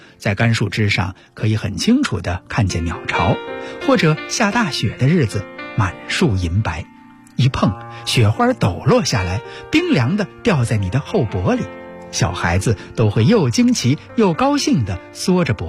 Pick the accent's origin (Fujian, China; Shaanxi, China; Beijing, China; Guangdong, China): Beijing, China; 我是在胡同里长大的孩子